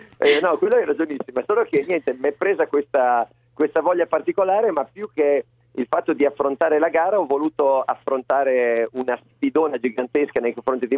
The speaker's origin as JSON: {"language": "Italian", "town": "Ferrara", "region": "Emilia-Romagna", "country": "Italy", "said": "Sono di Ferrara"}